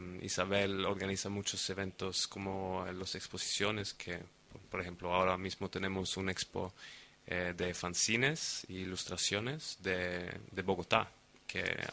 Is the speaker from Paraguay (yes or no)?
no; Sweden; Spanish is a second language; los dos son colombianos, yo soy sueco.